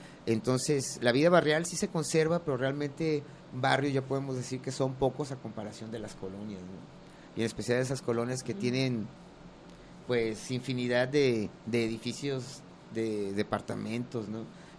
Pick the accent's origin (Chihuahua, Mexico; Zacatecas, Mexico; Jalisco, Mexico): Jalisco, Mexico; Guadalajara; also born or lived in Lagos de Moreno; Yo nací en Lagos de Moreno, pero... Realmente toda mi vida he radicado aquí en Guadalajara desde que tenía un año. Y pues crecí, por decirlo así, porque soy muy chaparro. Sí, en un barrio